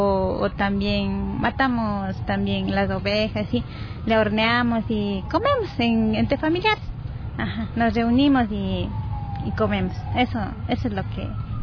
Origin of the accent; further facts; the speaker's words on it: Agato, Imbabura, Ecuador; De Agato.